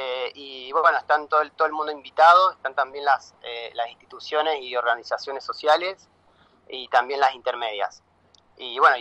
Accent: La Falda, Córdoba, Argentina; ahora yo acá soy de La Falda, estoy trabajando políticamente bastante más, más activo.

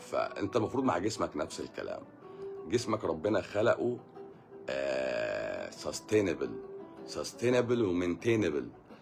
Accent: Egypt; واحنا كمصريين اصلا وطنيين اصلا

